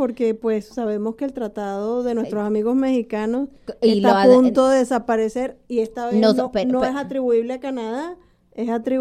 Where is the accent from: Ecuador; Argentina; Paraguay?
Ecuador; no, yo soy ecuatoriano, no.